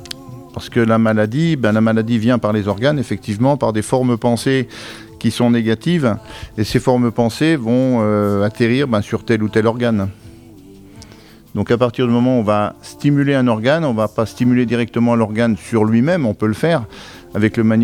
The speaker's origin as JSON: {"language": "French", "town": "Épinal", "region": "Grand Est", "country": "France", "said": "Moi je suis originaire des Vosges, je suis originaire d'Épinal. Alors j'ai bourlingué pas mal, donc j'ai fait quelques régions de France, et puis comme je suis en retraite, on va dire, entre parenthèses, eh bien, j'ai décidé de revenir dans mes Vosges natales"}